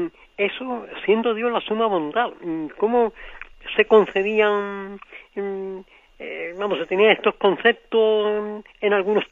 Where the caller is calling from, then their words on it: Seville, Andalusia, Spain; de Sevilla.